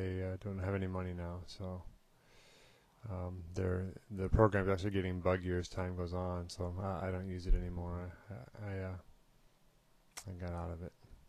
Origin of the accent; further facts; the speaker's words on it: Wisconsin, United States; I'm from Wisconsin, United States. Yeah, go Badgers, you bet.